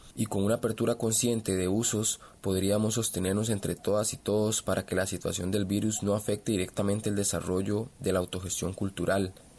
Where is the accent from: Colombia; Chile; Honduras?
Chile; Punta Arenas, Magallanes; de Punta Arenas, soy artista callejero y artesano.